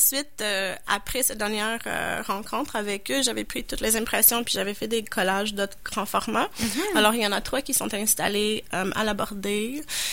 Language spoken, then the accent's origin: French; Toronto, Ontario, Canada; je viens pas de Québec, je viens de Toronto.